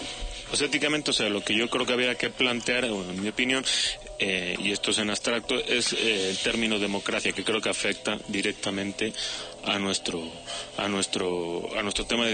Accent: Basque Country, Spain; esto me toca a mí como vasco

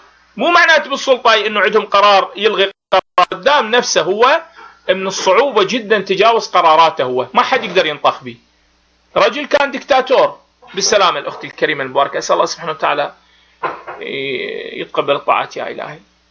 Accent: Iraq; هذا احنا عراقيين ونعرف هذه المسائل

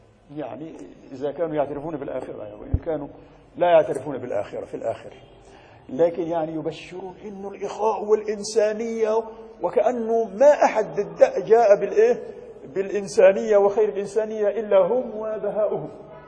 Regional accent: Egypt; عندنا في مصر

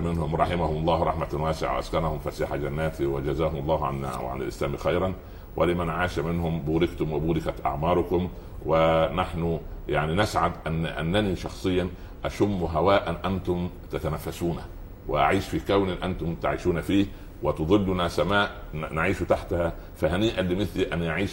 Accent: Upper Egypt, Egypt; قريتي هي صغيرة الحج، ولكنها كبيرة جدا، تسع العالم كله

